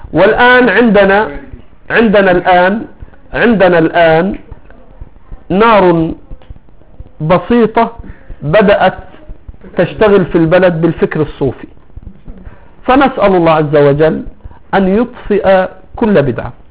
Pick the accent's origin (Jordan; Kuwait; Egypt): Egypt; يا شيخ لا يوجد عندنا في مصر من يحمل السنة